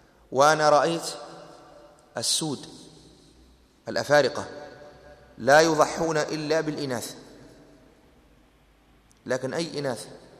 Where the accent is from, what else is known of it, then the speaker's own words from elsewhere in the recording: Tunisia; نحن المعتاد عندنا في تونس